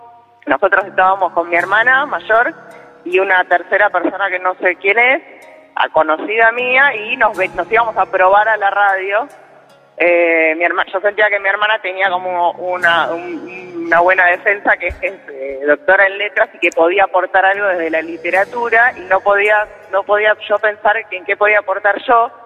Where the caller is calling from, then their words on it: Buenos Aires, Argentina; Estoy en el punto tripartito Almagro Villacrespo Caballito.